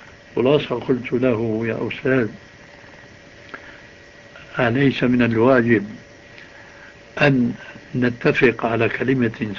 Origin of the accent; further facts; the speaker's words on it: Syria; يقولون عندنا في الشام عجيب من دون قيام